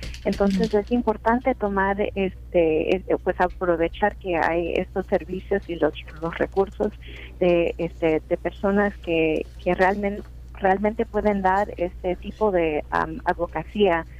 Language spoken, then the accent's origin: Spanish; California, United States; yo vengo del condado de Los Ángeles